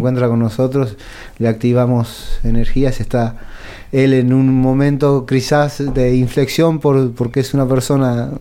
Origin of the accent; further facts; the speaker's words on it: Patagonia, Argentina; born there; Yo nací en la Patagonia